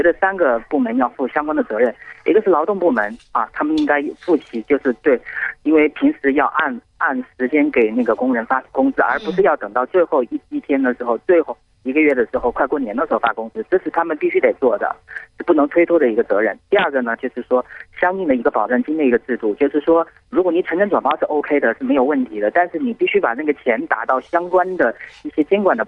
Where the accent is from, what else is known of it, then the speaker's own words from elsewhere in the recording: Hubei, China; 我是来自湖北的，来自